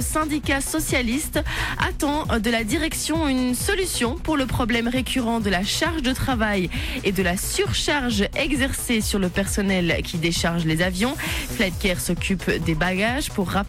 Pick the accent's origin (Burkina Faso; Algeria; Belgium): Belgium; Flanders; accent: Flemish; Mais ça, c'est mon accent flamand qui ressort dès que je vois des lettres un peu flamands.